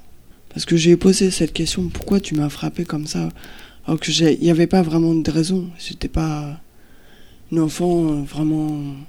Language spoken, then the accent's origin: French; Île-de-France, France; Je suis née à Paris.